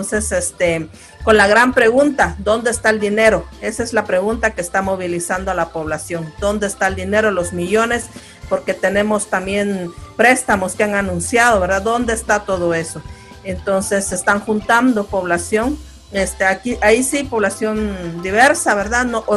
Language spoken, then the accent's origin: Spanish; Uspantán, Quiché, Guatemala; Yo soy originaria de uno de ellos. Mi pueblo origen es Uspantán, se llama, queda occidente del país, camino a México, y muy de frontera con México.